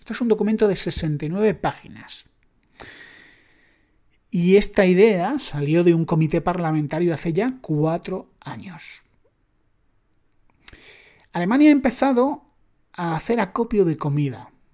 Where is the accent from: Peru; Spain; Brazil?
Spain; en mi país, España